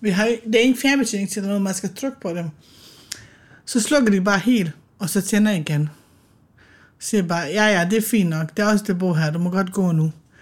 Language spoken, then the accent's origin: Danish; Bosnia & Herzegovina; now in Denmark; Det er jo mit hjemland, og jeg har jo haft min barndom i Bosnien